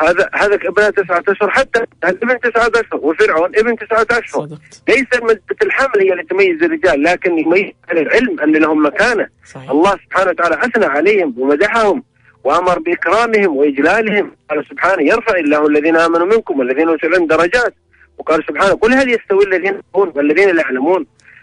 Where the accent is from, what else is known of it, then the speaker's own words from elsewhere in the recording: Syria; now in Riyadh, Saudi Arabia; أنا سوري مقيم في الرياض يعني